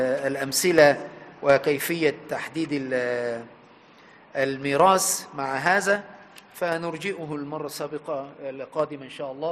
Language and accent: Arabic; Aswan, Aswan Governorate, Egypt; يعني برضو عندنا في أسوان